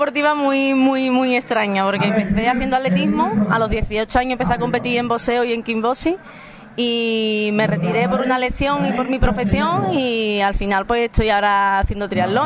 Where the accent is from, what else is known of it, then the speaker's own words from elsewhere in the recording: San Fernando, Andalusia, Spain; Nosotros somos de San Fernando. Uh-huh. San Fernando y Medina Sidoní.